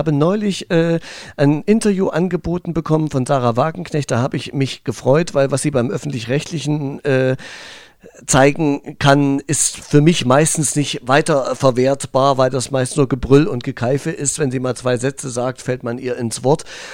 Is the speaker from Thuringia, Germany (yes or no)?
yes; Thuringia, Germany; Jetzt kommen wir zu meinem Heimatland Thüringen.